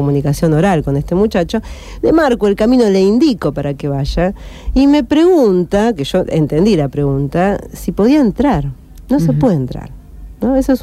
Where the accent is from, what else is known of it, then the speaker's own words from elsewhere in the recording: Argentina; A nosotros nos parece por ahí raro, porque nosotros que somos argentinos, por eso somos medio amargos para estas cosas, ¿no?